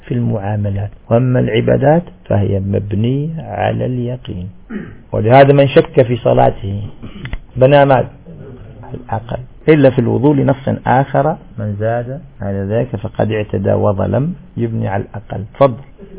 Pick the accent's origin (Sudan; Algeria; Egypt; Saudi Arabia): Algeria; منطقة كما احنا عندنا تمرست، المنطقة الوحيدة الصافية في الجزائر